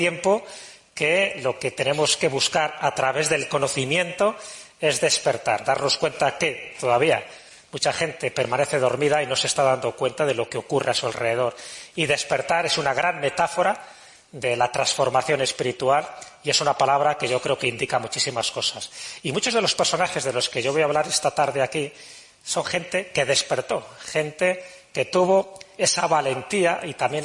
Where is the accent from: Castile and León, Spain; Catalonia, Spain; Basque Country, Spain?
Castile and León, Spain; Valladolid; me siento en mi tierra, en Valladolid.